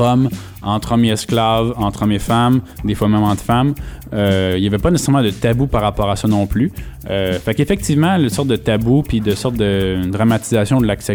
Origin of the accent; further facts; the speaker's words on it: Quebec, Canada; c'est sûr qu'en tant que Québécois, tu peux aller en France puis voir ça un petit peu se passer.